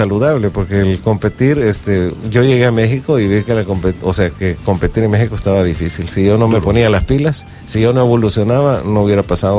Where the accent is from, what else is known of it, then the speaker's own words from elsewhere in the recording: El Salvador; con la gente que crecí aquí en El Salvador